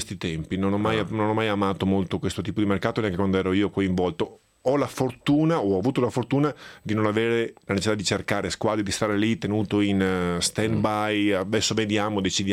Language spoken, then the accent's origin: Italian; Veneto, Italy; Ma da buon veneto sono naturalmente un grande appassionato di ciclismo da anni